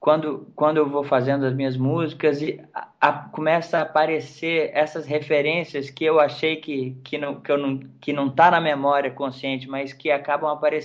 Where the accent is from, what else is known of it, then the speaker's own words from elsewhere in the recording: Bahia, Brazil; born there; also born or lived in Pará / Maranhão / New Zealand; now in Rio de Janeiro, Brazil; eu sou nascido na Bahia, de família mineira.